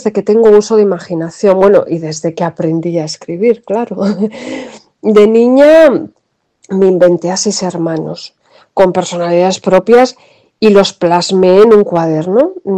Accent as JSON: {"language": "Spanish", "town": "Quintanadueñas", "region": "Castile and León", "country": "Spain", "tie": "born or raised there", "said": "Quintanadueñas es mi pueblo."}